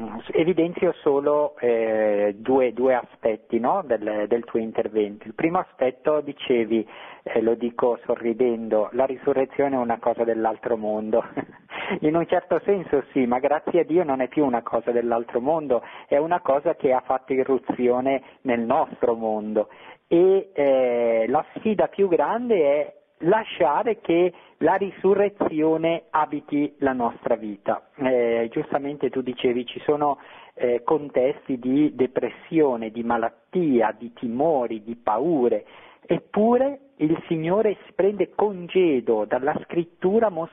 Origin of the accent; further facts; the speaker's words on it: Bergamo, Lombardy, Italy; sei mio conterraneo, anch'io sono di Bergamo